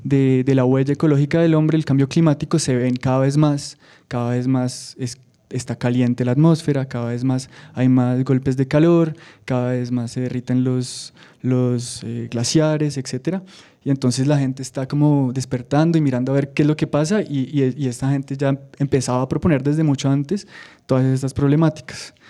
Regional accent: Bogotá, Colombia; also born or lived in France; Yo crecí en Bogotá, estudié aquí en la Universidad de los Andes, economía, luego viví en Francia, llevaba 8 años en Francia viviendo

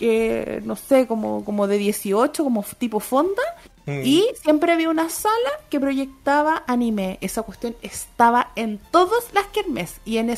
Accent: Rancagua, O'Higgins, Chile; also born or lived in Curicó; Yo nací en Curicó, pero toda la parte noventera de los monos la viví en Rancagua. Yo viví en Rancagua entre el 93 y el 99, y el 2000 volví a Curicó.

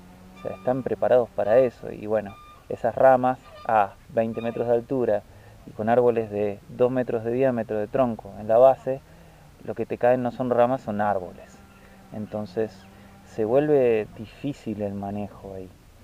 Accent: Ituzaingó, Buenos Aires Province, Argentina; yo vengo de zona oeste, de Buenos Aires, más bien de Ituzaingó, me crié en Ituzaingó, estudié en Luján y me desarrollé profesionalmente en Parque del Luar, que es una zona súper boscosa

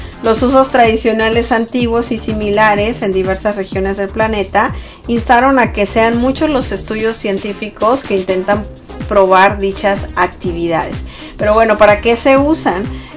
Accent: Sonora, Mexico; Nosotros que somos de Sonora, pues los cactus son estas plantas con espinas y que algunas sí se consumen para hacer algún tipo de dulce.

